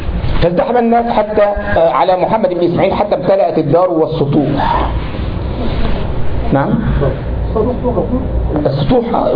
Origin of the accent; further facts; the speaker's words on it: Egypt; احنا عندنا في مصر لما واحد يزعل واحد يقول له ايه يا اخينا